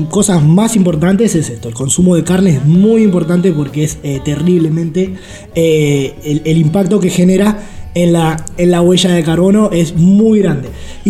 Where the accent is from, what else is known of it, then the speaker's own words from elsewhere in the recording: Argentina; porque es algo que nosotros como argentinos consumimos un montón.